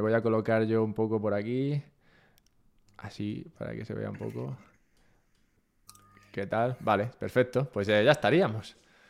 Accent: Madrid, Community of Madrid, Spain; Yo soy de Madrid.

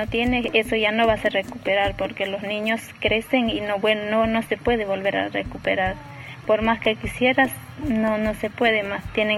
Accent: Bolivia; born there; tengo 27 años, nací en Bolivia.

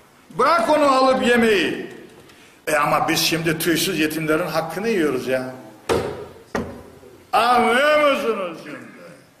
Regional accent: Black Sea Region, Turkey; Bizim köyde ablama mal verdim, dünya koptu, nasıl mal verirsin ha? Biz de kadınlara, Karadeniz'de kızlara mal verilmez ki.

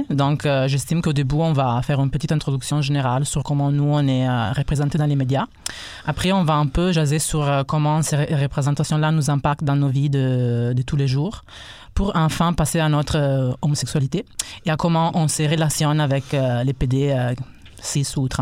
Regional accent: Italy; French is a second language; moved away as an adult; now in Canada; je suis italien, donc excuse me my French / québécois.

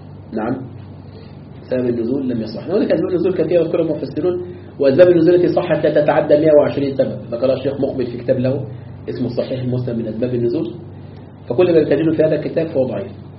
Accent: Egypt; وتتعجب الكلاب التي عندنا في مصر من أين تأكل

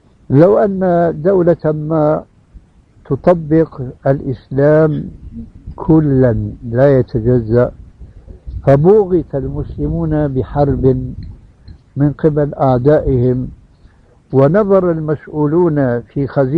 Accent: Syria; كما يقول العام عندنا في سوريا

